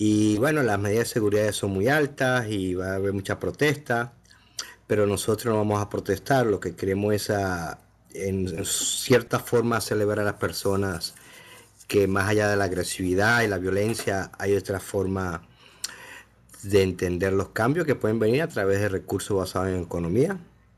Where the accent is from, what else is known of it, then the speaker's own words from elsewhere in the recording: Venezuela; now in Toronto, Canada; No, yo soy venezolano y vivo en Toronto, Canadá